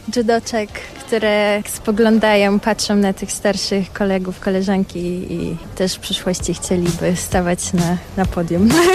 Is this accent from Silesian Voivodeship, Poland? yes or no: yes; Rybnik, Silesian Voivodeship, Poland; Tak, tak, jestem z Rybnika.